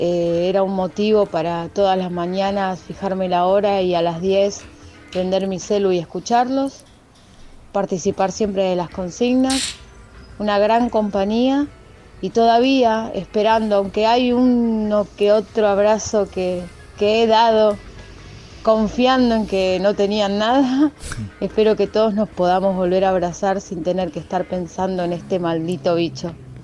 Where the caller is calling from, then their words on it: Piedra Buena, Santa Cruz, Argentina; de Piedra Buena y no quería dejar de estar en este último programa.